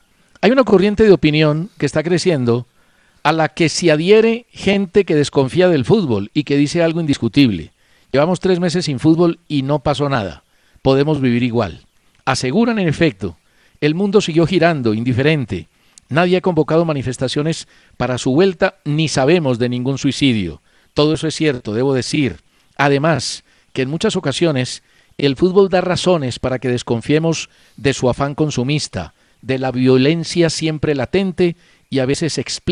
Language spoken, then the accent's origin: Spanish; Colombia; Una cosa es mi raciocinio como periodista y otra cosa es mi deseo como colombiano.